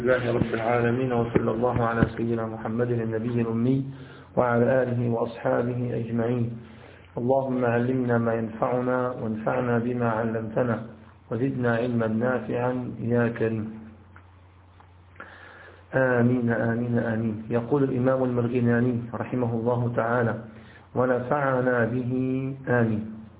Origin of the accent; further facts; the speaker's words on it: Syria; يسموه عندنا في الشام الحطة